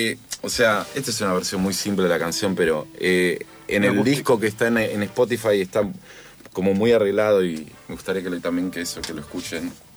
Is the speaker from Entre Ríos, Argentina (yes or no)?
no; Buenos Aires, Argentina; yo en realidad soy de Devoto, que es como del oeste, de la de Capital